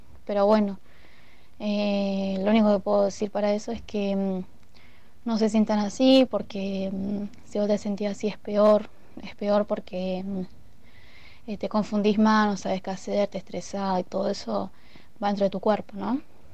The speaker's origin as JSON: {"language": "Spanish", "town": "El Hoyo", "region": "Chubut", "country": "Argentina", "said": "soy de acá del Hoyo"}